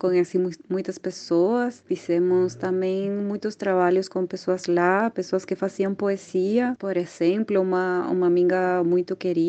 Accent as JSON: {"language": "Portuguese", "country": "Chile", "second_language": "Portuguese", "said": "Sou de Chile, nascida no Chile, sou artista visual, gosto muito de viajar"}